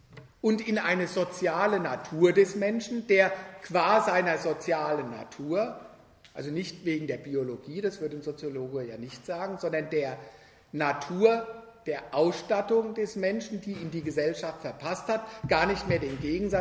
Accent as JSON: {"language": "German", "town": "Frankfurt", "region": "Hesse", "country": "Germany", "said": "Wo ich herkomme, Frankfurt, berühmt für die kritische Theorie."}